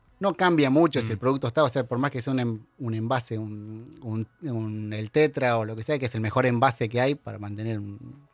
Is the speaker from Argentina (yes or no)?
yes; Santa Fe, Argentina; primero que yo no soy mendocino, soy santafesino.